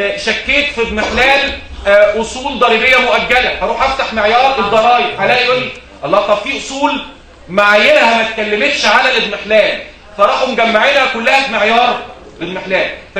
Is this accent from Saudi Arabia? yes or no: no; Egypt; بس عندنا في مصر قيود وهنا مفيش اي قيود على الموضوع ده